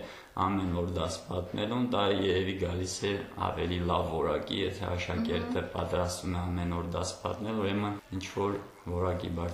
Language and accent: Armenian; Lisagor, Shusha District, Azerbaijan; also born or lived in Yeghtsahogh; Ծնվել եմ Շուշիի շրջանի Եղծարող համայնքում, բայց տեղափոխվել ենք Լիսագոր և հաստատվել ենք։